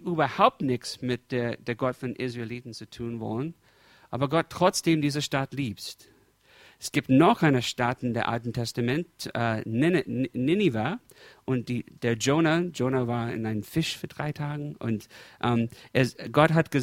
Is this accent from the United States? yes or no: yes; United States; German is a second language; Ich bin Amerikaner und ich habe in die letzten 30 Jahre, ich habe in drei verschiedenen Großstädten gewohnt. Die meiste Zeit, wir haben mit meiner Familie immer in einem Vorort, wo es sicher war, wo es ziemlich weiß war, ich meine weiße Leute.